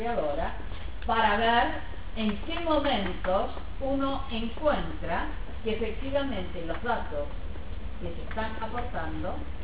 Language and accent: Spanish; Argentina; Y cuando digo con nosotros como argentinos.